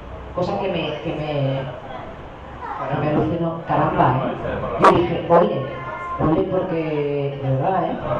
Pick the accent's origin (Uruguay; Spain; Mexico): Spain; Balearic Islands; concretamente en Mallorca, que es mi ciudad natal, al menos es una isla, es pequeñita